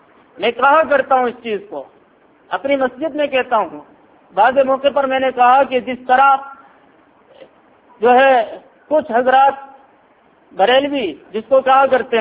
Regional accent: Firozabad, Uttar Pradesh, India; میں فیروز آباد کی سرزمین میں گزشتہ 6 سالوں سے ہوں, فیروز آباد ہی کا رہنے والا ہوں, فیروز آباد ہی کی میری پیدائش ہے اور اب اس وقت فیروز آباد ہی میں کام کر رہا ہوں.

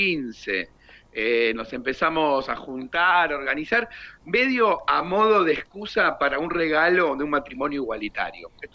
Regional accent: Dock Sud, Buenos Aires Province, Argentina; somos precisamente de Dock Sud, una localidad ahí ni bien cruzando La Boca, en el partido de Avellaneda, en la localidad de Dock Sud, donde tenemos nuestra sala de ensayo

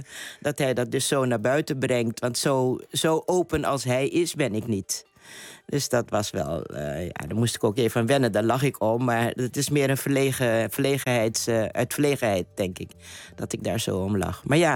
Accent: Curaçao; also born or lived in Netherlands / Suriname; ik ben op Curaçao geboren, ik heb er lang gewoond, ik heb ook hier lang gewoond. Maar ik ben op een gegeven moment naar Suriname gegaan en dat heb ik helemaal geadopteerd als mijn land. Ook omdat mijn voorouders en mijn ouders daar vandaan komen.

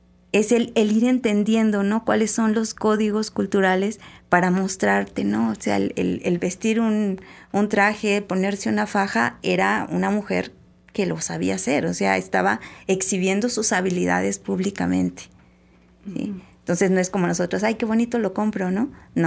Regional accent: Durango, Mexico; yo soy del norte del país, yo soy de Durango, y cuando yo fui a estudiar a la Ciudad de México

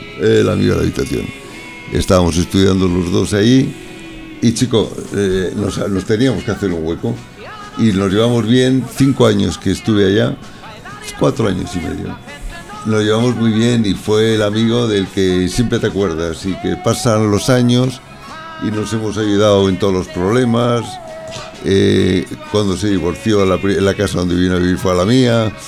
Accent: Madrid, Community of Madrid, Spain; yo de Madrid. Bueno, los dos somos de Logroño y de Madrid.

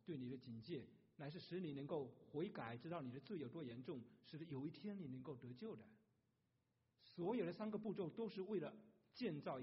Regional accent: China; 尤其我们中国人爱面子

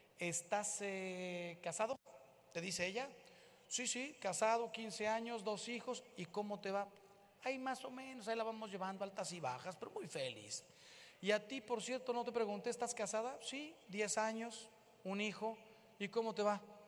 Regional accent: Mexico; Miren, yo soy de México, aquí la mayoría me imagino que es de México.

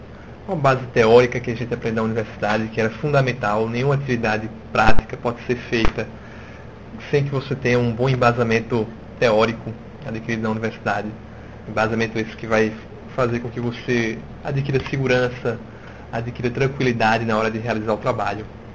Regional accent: São Paulo, Brazil; born there; now in João Pessoa, Brazil; nasci em São Paulo e moro aqui em João Pessoa há muito tempo.

